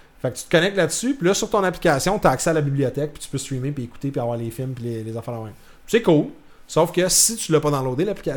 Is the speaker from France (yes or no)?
no; Canada; parce que je suis pas dans mon pays d'origine, je peux pas l'écouter.